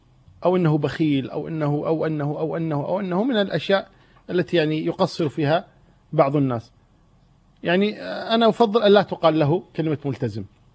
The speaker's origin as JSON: {"language": "Arabic", "country": "Kuwait", "said": "إحنا نسمي عندنا بالكويت نقول ما يثمن كلامه"}